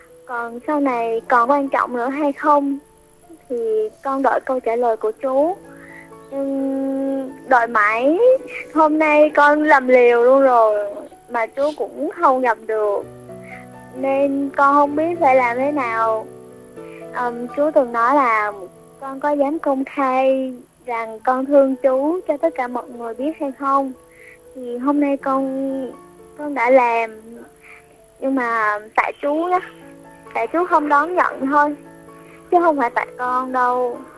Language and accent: Vietnamese; Thanh Hoa, Vietnam; now in Bình Dương, Vietnam; Em quê ở Thanh Hóa.